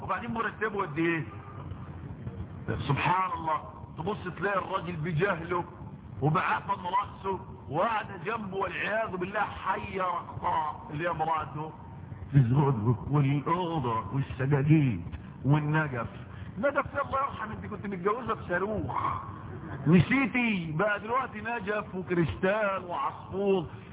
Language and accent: Arabic; Egypt; انا رجل غلبان لسه انا مصري هي دي مصر